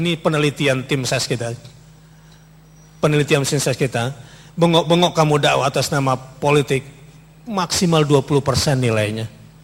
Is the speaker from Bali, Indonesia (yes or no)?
no; Jakarta, Indonesia; Karena kesel sebagai orang Jakarta kok bisa gitu ya.